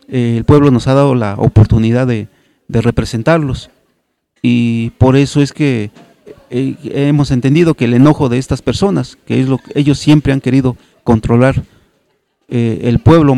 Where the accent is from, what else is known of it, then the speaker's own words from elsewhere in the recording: Xochitlán de Flores Magón, Oaxaca, Mexico; a mi pueblo de los Xochitlán de Flores Magón